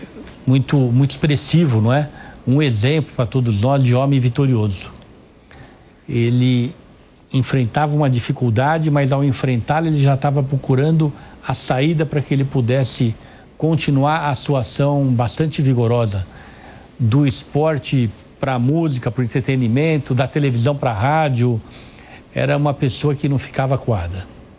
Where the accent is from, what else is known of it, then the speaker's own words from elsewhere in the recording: São Paulo, Brazil; primeiro como brasileiro, como paulistano, mas também como prefeito de São Paulo